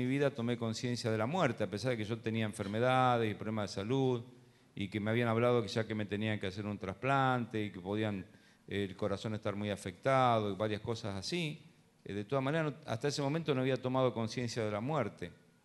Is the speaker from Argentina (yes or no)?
yes; Luján, Buenos Aires Province, Argentina; born there; Yo nací en la ciudad de Luján. Y como se imaginan, naciendo en Luján, tenía un contexto católico, mi familia